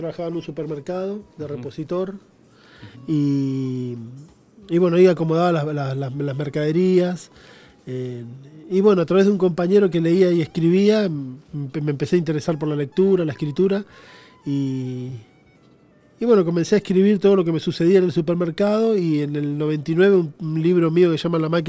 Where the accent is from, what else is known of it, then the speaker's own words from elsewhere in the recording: Quilmes, Buenos Aires Province, Argentina; yo vengo de los suburbios de Quilmes, que es el interior, el Gran Buenos Aires. Tengo mi familia, pertenece al norte, del norte de Argentina, tengo familia en Paraguay también, y bueno, hay un poco una mezcla.